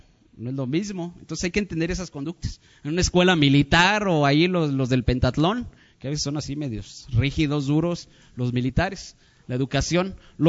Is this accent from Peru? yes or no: no; Mexico; somos mexicanos y nos andamos aquí uniendo con mismos mexicanos